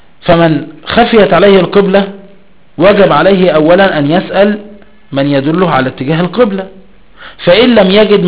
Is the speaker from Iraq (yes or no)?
no; Egypt; فخلينا في مصر، في مصر بقى بلدنا مصر